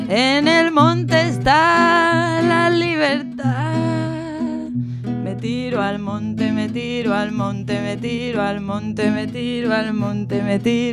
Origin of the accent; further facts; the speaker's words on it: Asturias, Spain; Pues soy de Asturias.